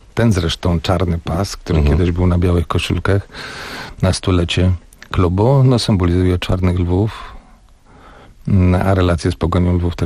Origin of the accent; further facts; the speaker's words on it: Warsaw, Masovian Voivodeship, Poland; wychowałem się w Warszawie, urodziłem w Warszawie, więc pomimo, że rodzina ma lwowskie korzenie